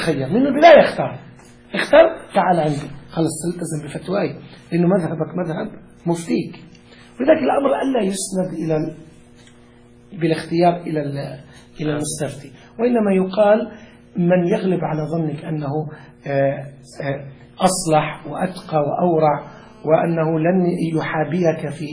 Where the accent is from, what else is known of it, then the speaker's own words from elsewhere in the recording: Lebanon; والله كان واحد عندنا في لبنان كان فاسقا جدا